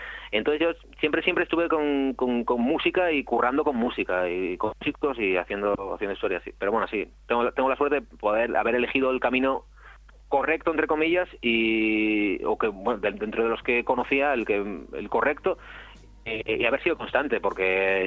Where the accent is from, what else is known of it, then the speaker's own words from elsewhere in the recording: Asturias, Spain; also born or lived in Madrid; cuando estaba allí en Madrid echaba mucho de menos Asturias, y cuando vine pues ya era una explosión de qué bien que estoy en Asturias otra vez